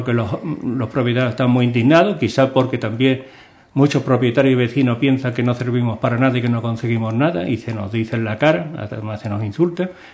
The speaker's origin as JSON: {"language": "Spanish", "region": "Andalusia", "country": "Spain", "said": "Y nos duele, ¿no?, como andaluz, evidentemente"}